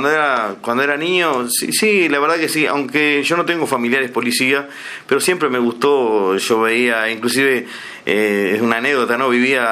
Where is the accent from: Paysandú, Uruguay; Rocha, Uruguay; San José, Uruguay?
Rocha, Uruguay; now in Montevideo, Uruguay; Tengo 45 años, soy oriundo de Rocha.